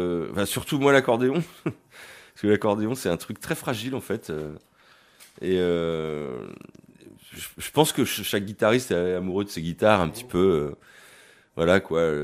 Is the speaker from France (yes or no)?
yes; Issoudun, Centre-Val de Loire, France; nous on vient d'Issoudun dans le Berry, on peut faire de la musique